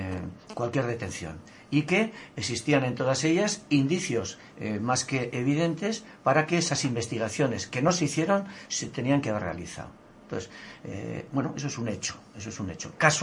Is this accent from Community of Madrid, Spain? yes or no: no; Pamplona, Navarre, Spain; Hace tan solo un mes, allí en Iruña, en mi pueblo, en Pamplona, fue cerrado un medio